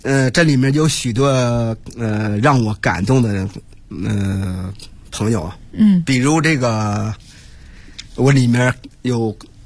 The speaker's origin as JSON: {"language": "Chinese", "town": "Handan", "region": "Hebei", "country": "China", "tie": "born or raised there", "said": "在河北，在邯郸，在我的老家永年县都没有人知道这些人了"}